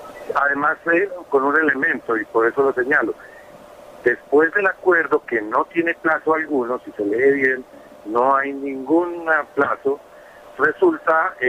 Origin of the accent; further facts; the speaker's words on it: Colombia; Esperanzas como ciudadanos colombianos, sí